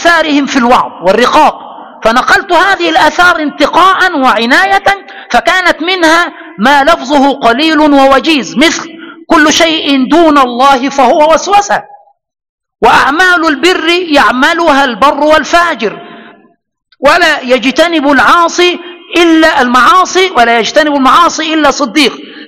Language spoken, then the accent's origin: Arabic; Egypt; هذه القاعدة يستدل بها عندنا في مصر.